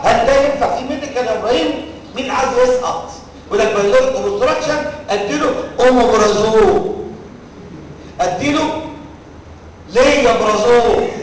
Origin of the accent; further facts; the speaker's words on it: Egypt; طب انا كمصري محدش فينا بيعمل كده